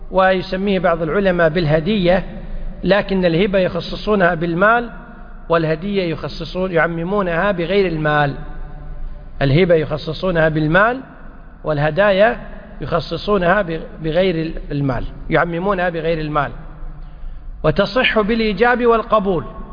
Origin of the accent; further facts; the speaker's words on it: Kuwait; حنا بالعامية عندنا بالكويت يقول هذه لك طول عمرك